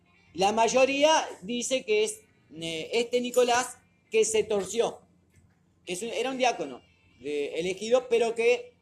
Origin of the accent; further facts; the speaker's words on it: Uruguay; Pero somos uruguayos.